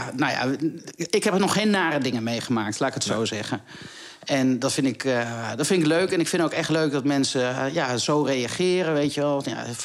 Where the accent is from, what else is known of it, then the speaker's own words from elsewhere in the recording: Deventer, Overijssel, Netherlands; Ik kom uit Deventer